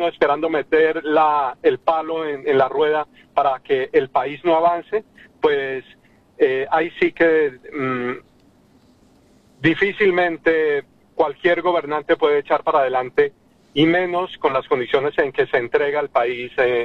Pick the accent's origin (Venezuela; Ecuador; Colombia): Colombia; no se nos corta ese cordón umbilical que nos indica que somos colombianos